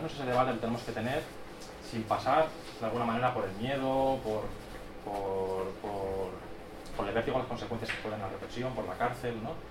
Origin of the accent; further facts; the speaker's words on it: Barcelona, Catalonia, Spain; de Barcelona. Soy un de Acción Libertaria de Sants, Asamblea de Lleida, anarquista de Cataluña.